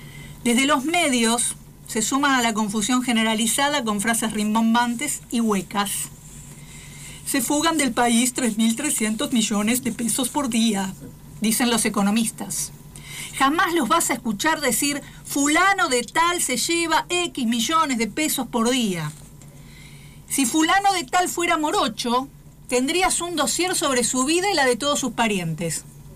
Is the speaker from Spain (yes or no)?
no; Argentina; Tengo la obligación como argentina de que haya trabajo para todos